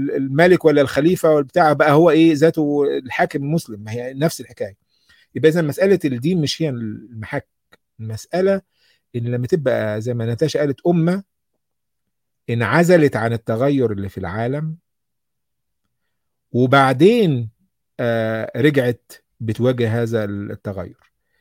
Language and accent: Arabic; Egypt; الكلام ده إحنا نتفخر به ك ك ك كمصريين إن في حاجات كتيرة جدا بدأت من عندنا